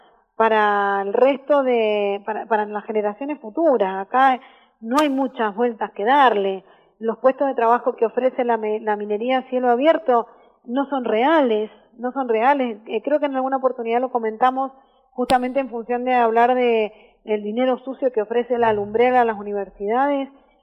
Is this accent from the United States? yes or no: no; Argentina; Como argentinos sabemos salir adelante